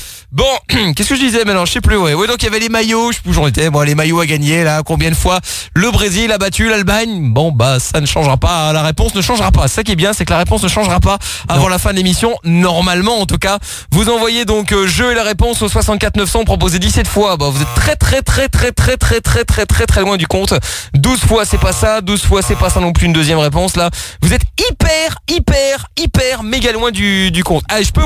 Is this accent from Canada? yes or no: no; Portugal; ce qui est bien, qui me rassure en tant que Portugais